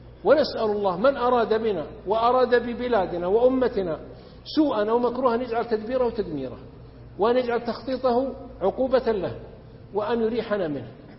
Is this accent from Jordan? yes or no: no; Saudi Arabia; إذا لم نحافظ معنا مثلا عندنا في السعودية نحافظ على نعمة الأمن